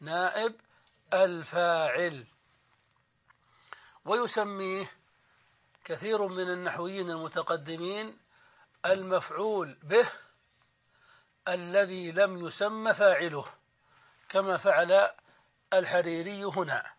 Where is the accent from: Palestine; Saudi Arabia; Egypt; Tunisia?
Saudi Arabia; نحن عندنا في السعودية نسميه العمدة